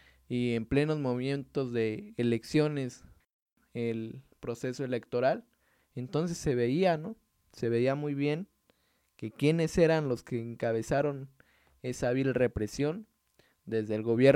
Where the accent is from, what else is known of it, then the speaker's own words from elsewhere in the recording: Mexico; queremos también recordar algunas fechas nosotros como mexicanos, como pueblos